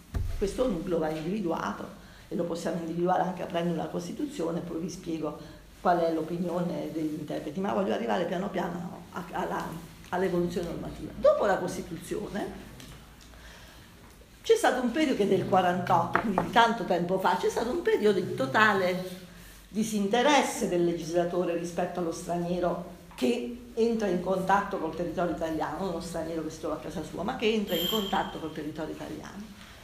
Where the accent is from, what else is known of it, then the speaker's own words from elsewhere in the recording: Abruzzo, Italy; sono nata nel 57, mi ricordo l'emigrazione, sono nata in Abruzzo, come sentirete anche dal mio accento. Io sono nata in una terra di emigrazione